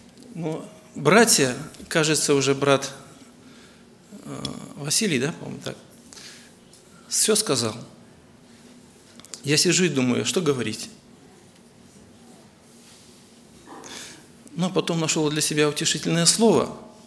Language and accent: Russian; Bobruisk, Mogilev Region, Belarus; я из Беларуси, город Бобруйск.